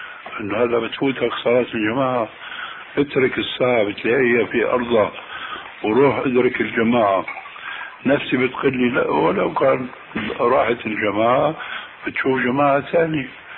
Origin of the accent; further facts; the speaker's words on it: Damascus, Damascus Governorate, Syria; وأنا ربيت في دمشق